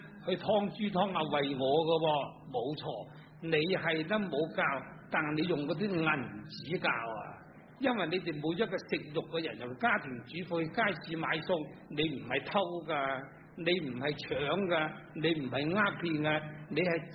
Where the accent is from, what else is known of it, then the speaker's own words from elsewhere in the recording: Guangdong, China; 我哋广东人最兴啦。我做小朋友都听过